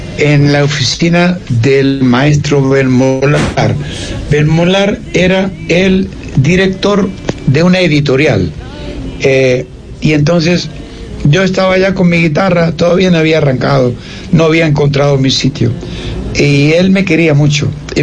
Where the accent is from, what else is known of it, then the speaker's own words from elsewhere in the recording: Argentina; born there; En mi país, porque es donde he nacido.